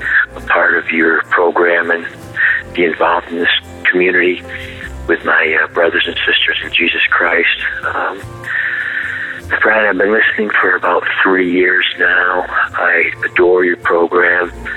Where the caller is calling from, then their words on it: Syracuse, New York, United States; I'm calling from Syracuse, New York.